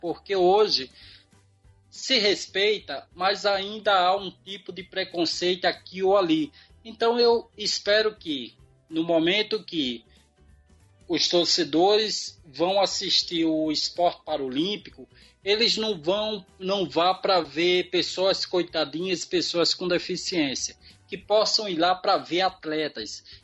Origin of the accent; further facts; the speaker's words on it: Brazil; Mas eu, como um bom brasileiro, sempre otimista, sempre esperançoso